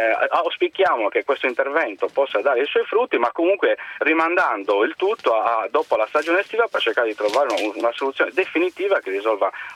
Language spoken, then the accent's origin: Italian; Sardinia, Italy; ce lo auguriamo come sardi